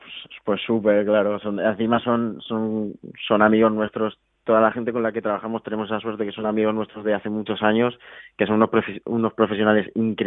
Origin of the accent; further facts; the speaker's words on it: Valencia, Valencian Community, Spain; somos de Valencia. Nosotros tenemos dos idiomas, entonces entre nosotros hablamos los dos.